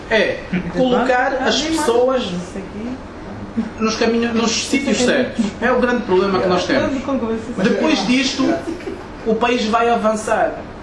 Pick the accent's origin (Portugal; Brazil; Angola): Angola; Eu sou angolano de pedra, cal, de, seja lá onde for.